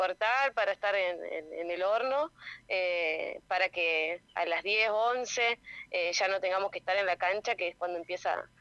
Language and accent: Spanish; Santa Elena, Entre Ríos, Argentina; Yo soy de Santa Elena, Entre Ríos, en el norte entrerriano, y mis bisabuelos desde 1905 se plantaron acá a hacer ladrillos, 5 generaciones, yo soy la quinta